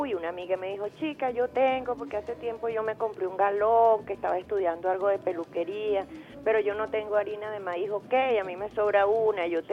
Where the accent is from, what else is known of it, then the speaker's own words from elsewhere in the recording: Venezuela; Yo digo, como venezolanos, ¿hasta cuándo, Dios mío, vamos a estar en esto?